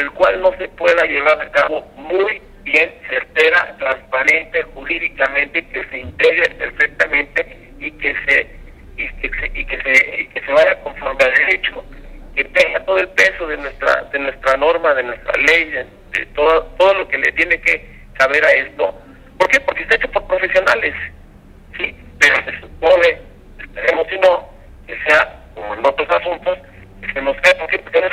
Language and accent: Spanish; Mexico; como mexicanos